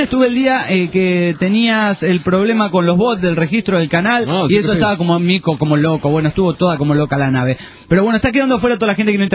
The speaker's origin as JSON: {"language": "Spanish", "country": "France", "second_language": "Spanish", "said": "Hola, soy francés y escucho el programa de vosotros por la web."}